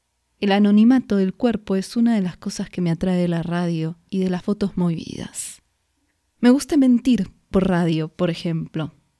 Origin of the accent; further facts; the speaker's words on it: Argentina; now in Mexico; Hace casi 10 años que vivo en México. Cuando salí de Argentina no existían las redes sociales.